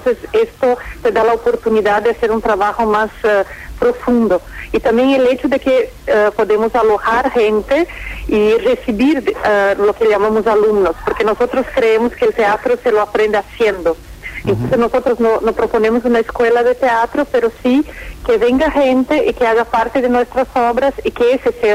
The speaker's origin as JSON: {"language": "Spanish", "country": "Brazil", "second_language": "Spanish", "said": "yo que soy brasilera"}